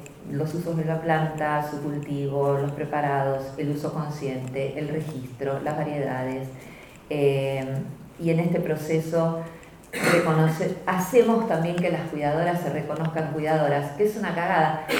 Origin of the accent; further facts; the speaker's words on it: Argentina; como somos argentinas y somos hijas de las madres de la Plaza de Mayo